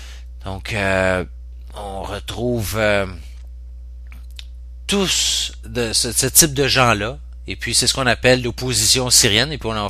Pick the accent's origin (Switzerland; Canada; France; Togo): Canada; il est assez difficile en tant que Canadien